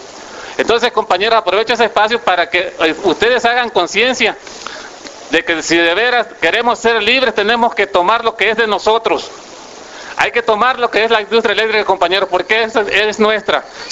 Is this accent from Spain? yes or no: no; Mexico; a nosotros que somos mexicanos, que somos los dueños